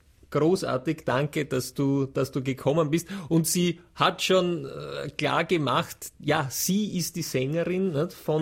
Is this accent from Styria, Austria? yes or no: no; Vienna, Austria; jetzt sage ich, bin ein Wiener, ja.